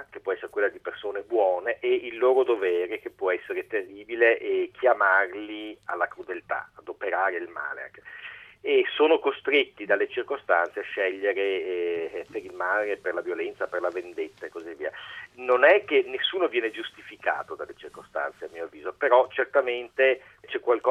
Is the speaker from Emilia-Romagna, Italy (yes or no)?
no; Venice, Veneto, Italy; io sono veneziano, e questa è una storia molto veneta